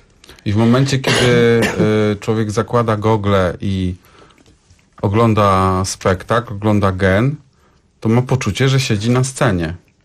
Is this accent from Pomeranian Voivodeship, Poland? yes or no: no; Lower Silesian Voivodeship, Poland; z Dolnego Śląska. Ja właśnie w dodatku jeszcze nie jestem Ślązakiem